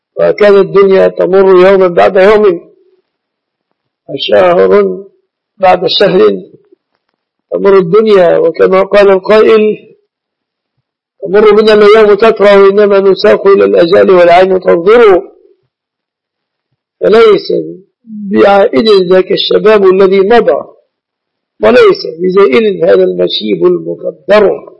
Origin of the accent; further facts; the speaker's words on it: Egypt; أهل الله علينا وعليكم هلاله بالأمن والإيمان والسلامة والإسلام على بلادنا مصر وعلى بلاد المسلمين في كل مكان.